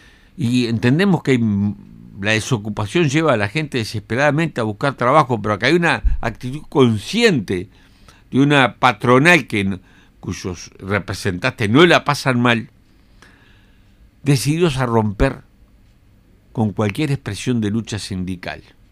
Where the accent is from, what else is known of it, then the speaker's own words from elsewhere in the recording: Uruguay; Que como uruguayos lo que estamos haciendo es exigirle al gobierno que tenga una actitud digna